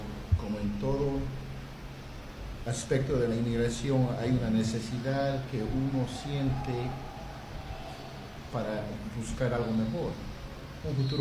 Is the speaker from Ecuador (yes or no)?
yes; Ecuador; moved away as an adult; now in United States; yo soy ecuatoriano, soy el esposo de Norma, y estoy en este país por 24 años.